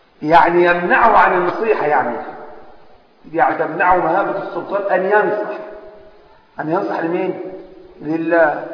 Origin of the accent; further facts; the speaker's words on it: Egypt; طبعا احنا من مصر